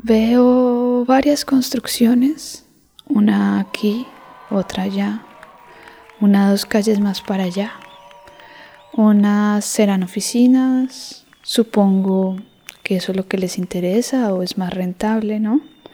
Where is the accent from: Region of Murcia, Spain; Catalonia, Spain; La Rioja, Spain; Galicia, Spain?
Catalonia, Spain; Manresa; Tengo una relación muy larga con el Poblenou. Aunque me crié en Manresa, siempre venía aquí de chiquito. Vivía un barrio obrero, muy de barrio, con su parte industrial.